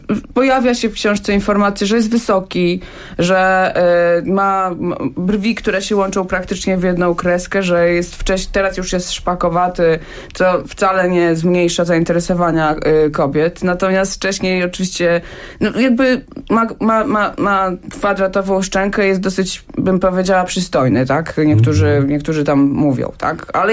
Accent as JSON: {"language": "Polish", "town": "Hajnówka", "region": "Podlaskie Voivodeship", "country": "Poland", "tie": "born or raised there", "moved": "as an adult", "said": "ja pochodzę z Podlasia. Mieszkałam w Hajnówce do końca liceum"}